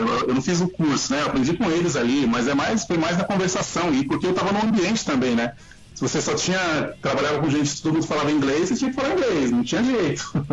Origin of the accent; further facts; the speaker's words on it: São Paulo, Brazil; Eu cresci no Jardim Peri, é uma favela aqui de São Paulo.